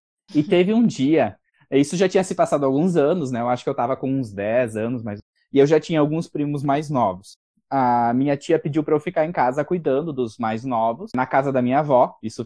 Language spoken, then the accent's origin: Portuguese; Pará, Brazil; born there; a gente nasceu no Pará